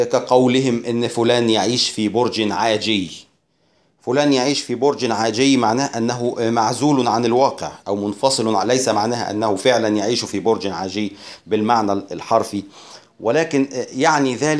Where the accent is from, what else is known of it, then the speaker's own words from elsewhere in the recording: Egypt; طيب عندنا في مصر مثلا يقولون أن الشخص نائم في سابع نومة